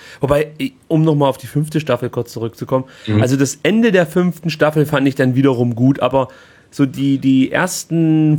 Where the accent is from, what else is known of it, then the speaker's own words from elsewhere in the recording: East Germany, Germany; bei uns in der DDR hieß das Hort